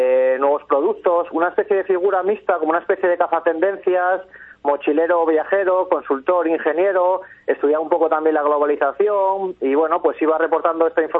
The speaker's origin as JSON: {"language": "Spanish", "town": "Oviedo", "region": "Asturias", "country": "Spain", "moved": "as an adult", "said": "soy de Oviedo y vine a Euskadi pues a hacer un máster en dirección de empresas"}